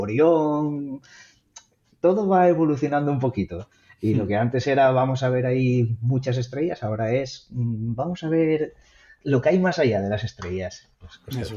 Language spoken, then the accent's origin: Spanish; Asturias, Spain; y soy un asturiano al que le encanta la fotografía y la montaña.